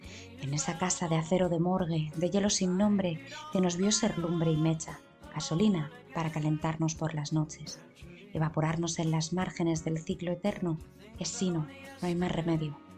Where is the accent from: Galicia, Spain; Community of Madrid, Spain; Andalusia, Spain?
Community of Madrid, Spain; Madrid; de Madrid.